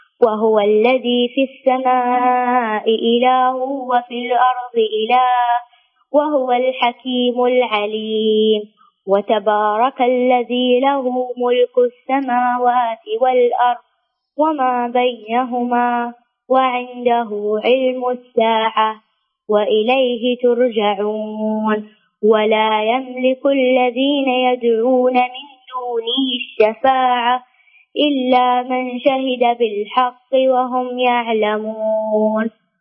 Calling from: Dammam, Eastern Province, Saudi Arabia; من الدمام.

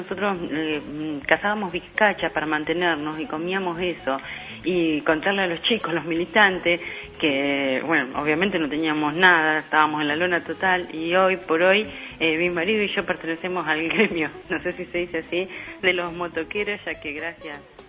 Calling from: Carmen de Patagones, Buenos Aires Province, Argentina; de Carmen de Patagones, estoy escuchando a los jóvenes militantes

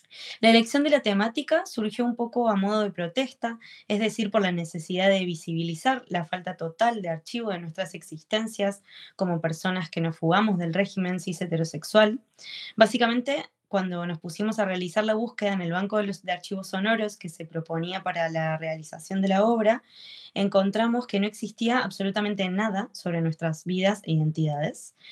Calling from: Córdoba, Argentina; desde Córdoba.

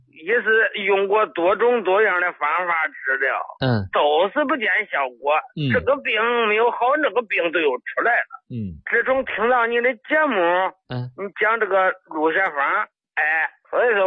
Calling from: Henan, China; 我是河南的老朋友。

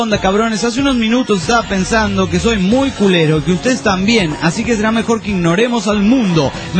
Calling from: Mexico; de México

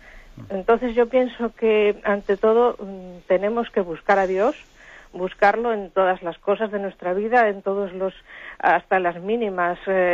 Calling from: Madrid, Community of Madrid, Spain; de Madrid.

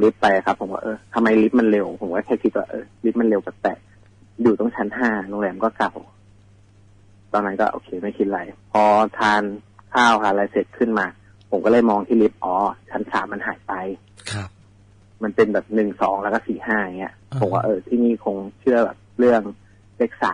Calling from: Bangkok, Thailand; กรุงเทพครับ

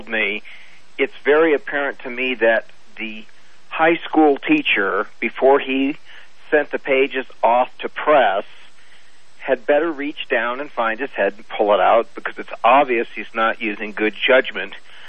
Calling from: Reno, Nevada, United States; I am calling from Reno, Nevada, and I am a high school yearbook and school newspaper teacher/advisor.

